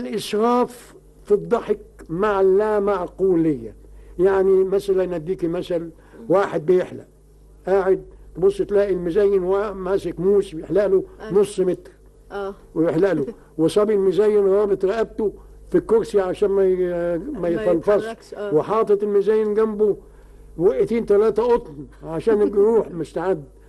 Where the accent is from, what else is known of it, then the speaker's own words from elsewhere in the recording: Egypt; الكوميديات دي ما حدش بيسمع بها عندنا في مصر